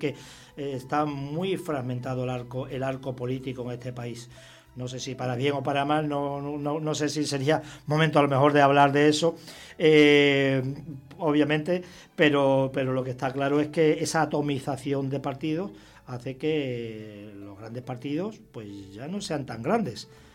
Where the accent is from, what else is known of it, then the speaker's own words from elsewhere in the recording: Extremadura, Spain; Bueno, en Extremadura, yo soy extremeño, es la fregona